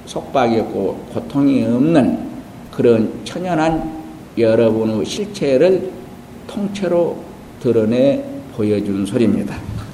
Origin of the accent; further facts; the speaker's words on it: Jeolla, South Korea; 내가 전라도 사람이요.